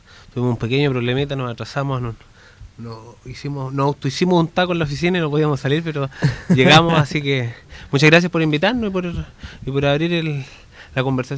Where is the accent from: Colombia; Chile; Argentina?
Chile; Biobío; Capel Bajo, Agüita la Perdiz. O sea, ese es el mundo del cual vengo.